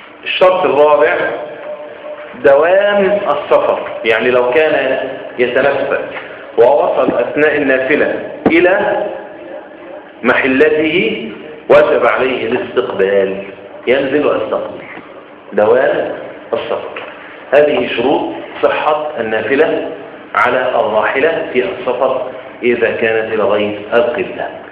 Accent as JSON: {"language": "Arabic", "country": "Egypt", "said": "عندنا في مصر ينفع"}